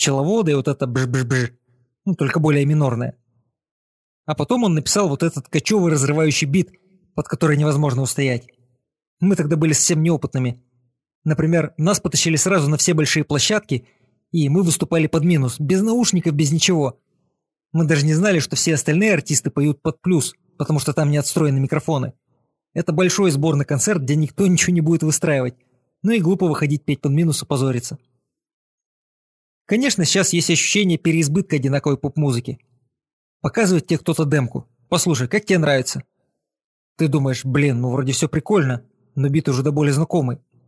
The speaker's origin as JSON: {"language": "Russian", "town": "Donetsk", "region": "Donetsk Oblast", "country": "Ukraine", "said": "я из Донецка. А встретились мы на студии в Москве."}